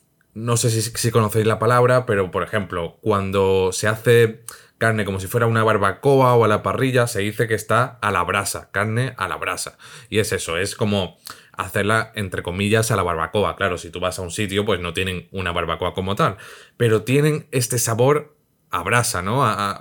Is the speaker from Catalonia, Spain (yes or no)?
no; Madrid, Community of Madrid, Spain; Somos de Madrid.